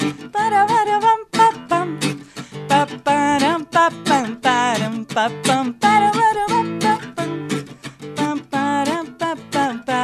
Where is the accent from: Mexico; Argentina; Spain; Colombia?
Argentina; City Bell, Buenos Aires Province; Iba a un conservatorio ahí en Citibel. Yo soy de Citibel.